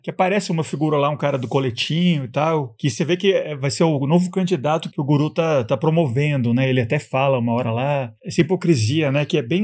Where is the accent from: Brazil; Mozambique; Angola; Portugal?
Brazil; eu acho que como brasileiro, acho que é bem próximo da gente aqui, né?